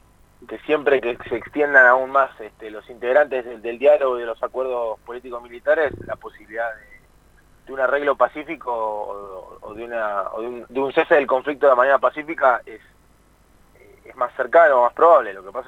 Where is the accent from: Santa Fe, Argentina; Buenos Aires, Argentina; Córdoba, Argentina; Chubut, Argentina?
Buenos Aires, Argentina; Pero más que todo, debido a que la mayoría somos de Buenos Aires, hemos realizado los seminarios aquí.